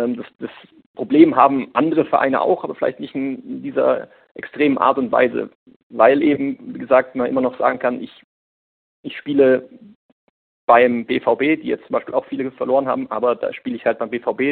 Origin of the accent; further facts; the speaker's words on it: Hesse, Germany; born there; now in Munich, Germany; Ich bin gebürtig aus Hessen